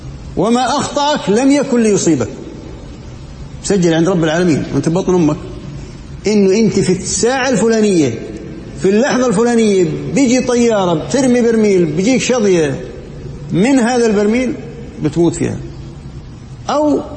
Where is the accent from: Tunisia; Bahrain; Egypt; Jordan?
Jordan; صار زلزال عندنا بالأردن كان قوي درجته قوية